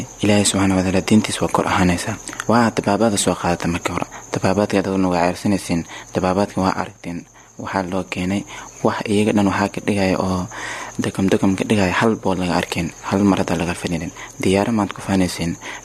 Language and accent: Somali; Kunbaro, Lower Shabelle, Somalia; born there; meesha aan ku dhashay Shabeelaha Hoose gaar ahaan deegaanka Kuunbaro beesh aan ku soo jeedo waa beesh tuna gaar ahaan Hajooba